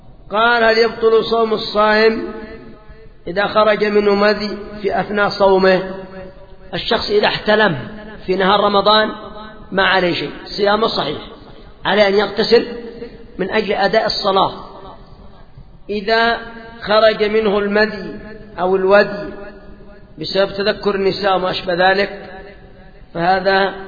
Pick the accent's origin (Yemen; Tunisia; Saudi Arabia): Yemen; هذا بالنسبة عندنا في اليمن، وأتوقع أن هذا في أكثر البلدان